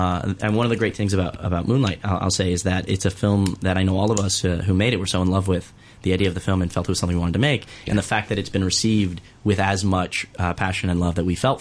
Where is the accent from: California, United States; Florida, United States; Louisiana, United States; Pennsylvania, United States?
Florida, United States; Miami; And growing up in Miami, that's not the world I lived in. You know, honestly, as a local to Miami, Miami Beach is inconvenient.